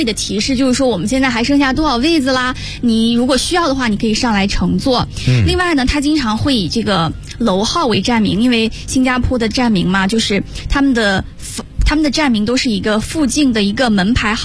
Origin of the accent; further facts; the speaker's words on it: Taiwan; 的台湾大学生